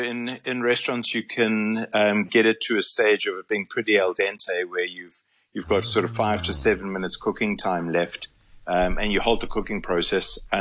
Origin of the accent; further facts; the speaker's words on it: South Africa; So to visit it as a South African is quite a treat.